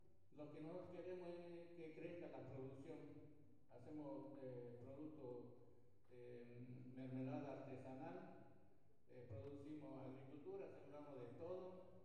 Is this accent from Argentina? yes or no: yes; Aguaray, Salta, Argentina; vengo de la provincia de Aguaray. Y bueno, soy el cacique, como dicen, Burubicha en guaraní. Represento a la comunidad de Piquerenda Viejo